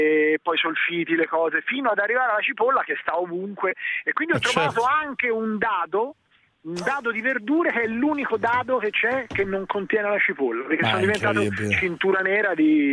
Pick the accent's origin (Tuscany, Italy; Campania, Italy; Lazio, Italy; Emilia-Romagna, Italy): Tuscany, Italy; moved away; essendo un toscano trasferta da lustri